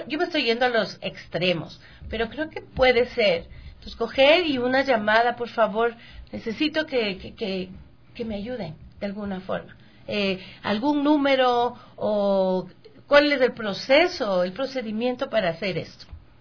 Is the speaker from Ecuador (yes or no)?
yes; Ecuador; yo soy bien ecuatoriana y conozco cómo somos